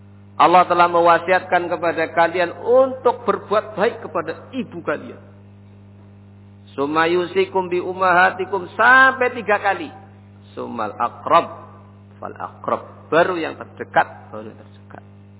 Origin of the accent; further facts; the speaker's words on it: Java, Indonesia; Nah, bahasa kita wong Jawa.